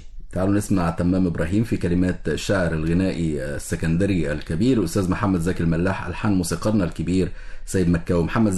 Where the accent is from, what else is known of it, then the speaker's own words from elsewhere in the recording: Egypt; وفي أحضاننا كمصريين